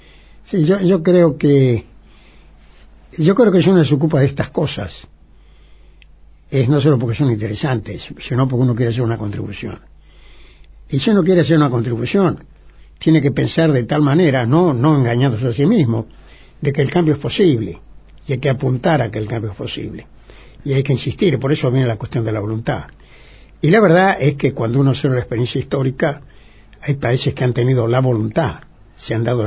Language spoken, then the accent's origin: Spanish; Argentina; yo creo que soy un argentino que ha hecho lo que puede